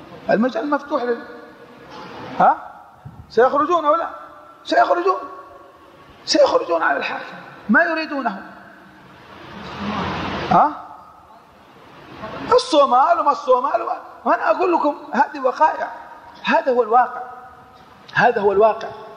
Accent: Yemen; عندنا في اليمن مثلا

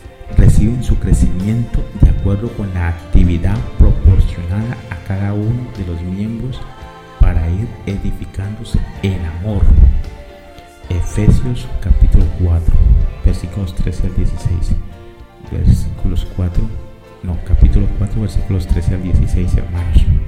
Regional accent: Colombia; soy por mi voz, para que vean, soy colombiano, Soy colombiano

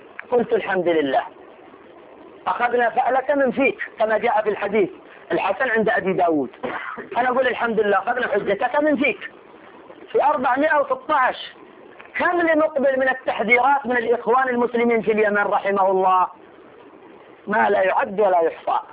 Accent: Saudi Arabia; عندنا في السعودية نحن

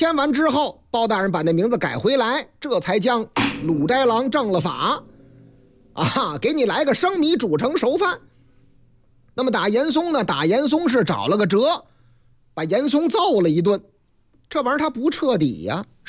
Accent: Shenyang, Liaoning, China; 又是俺们老家的事儿，历时九个多月的沈阳故宫大政殿彩画工程修复了受损部分

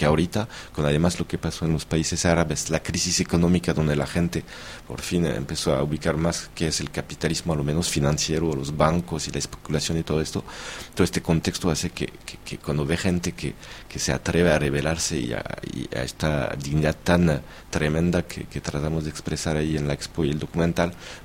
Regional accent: France; Yo soy de Francia, nunca conocí a Europa como la conocía ahorita por este viaje de 3 meses.

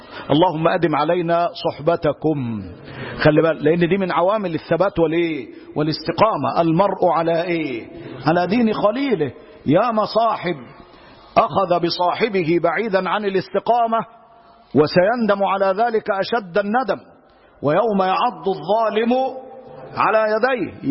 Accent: Egypt; ده احنا عندنا في مصر يقول لك يا روح ما بعدك ايه

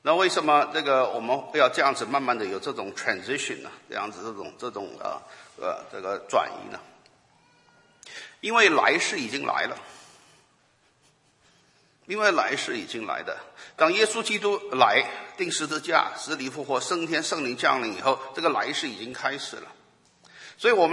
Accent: China; 所以这个离开父母这个观念对我们中国人来讲是一个foreign concept

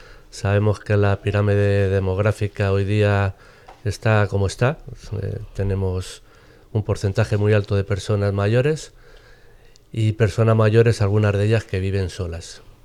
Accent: Perales, Community of Madrid, Spain; yo soy de Perales, aunque llevo viviendo en Perales solamente 8 años. Es decir, yo tenía que haber nacido en Morata, porque mis padres vivían en Morata. Pero mi madre vino a dar a luz a Perales, que es donde vivían mis abuelos.

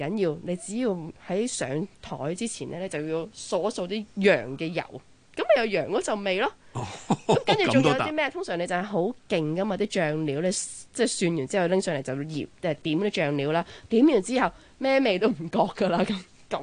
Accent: China; 但系不嬲，我哋中国人咧嗰、那个即系成家立室嘅嗰个传统观念都好强下噶嘛

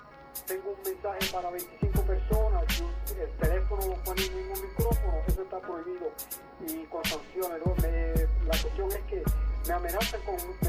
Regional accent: Puerto Rico; yo soy un boricua que escogí luchar por la independencia de Puerto Rico. Amo a mi patria.

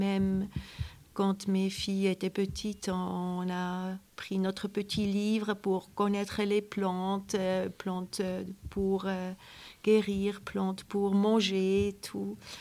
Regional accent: German-speaking Switzerland, Switzerland; now in France; nous venons de la Suisse alémanique. Mais ça fait déjà presque 30 ans qu'on est ici en secondaire et principal.

